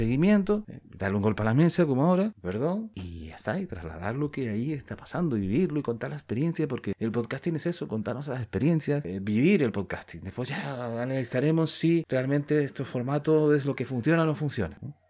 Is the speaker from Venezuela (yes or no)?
no; Canary Islands, Spain; somos canarios, somos españoles, pero somos canarios ante todo.